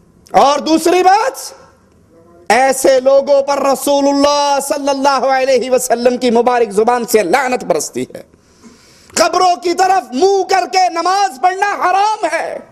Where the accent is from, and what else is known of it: Abdul Hakim, Punjab, Pakistan; born or raised there